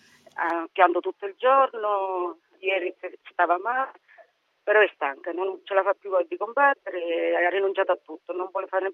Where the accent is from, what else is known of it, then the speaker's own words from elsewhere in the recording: Tarquinia, Lazio, Italy; noi siamo di Tarquinia.